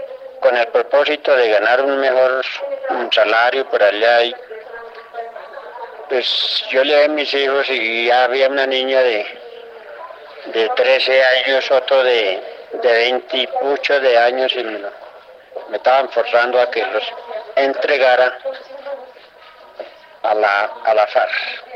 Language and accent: Spanish; Miraflores, Guaviare, Colombia; moved away; Vengo de la vereda de la Esperanza de Miraflores, Guaviare.